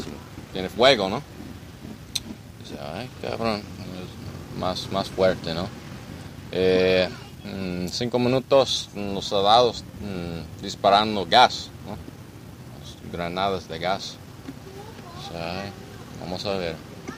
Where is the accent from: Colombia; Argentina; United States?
United States; Spanish is a second language; now in Jalisco, Mexico; Yo soy un ciudadano de Estados Unidos. Yo vivo aquí para un año y medio, más o menos. Yo vivo en Jalisco con mi esposa y dos niños.